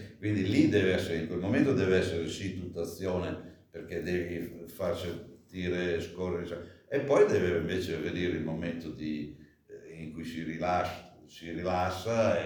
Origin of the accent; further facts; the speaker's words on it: Emilia-Romagna, Italy; Sono romagnolo d'occhio.